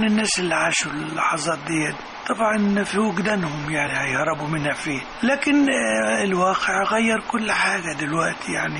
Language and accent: Arabic; Beheira, Egypt; also born or lived in Kafr El Sheikh; في كفر الشيخ ميلادي، وبعد كده طفولتي كلها في البحيرة.